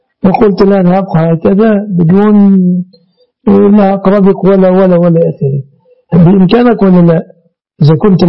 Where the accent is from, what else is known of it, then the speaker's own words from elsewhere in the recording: Egypt; يعني مثلا عندنا في مصر